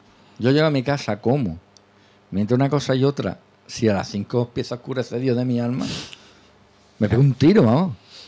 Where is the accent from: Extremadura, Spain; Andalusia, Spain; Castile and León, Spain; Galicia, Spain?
Andalusia, Spain; Soy andaluz, soy un hombre de luz.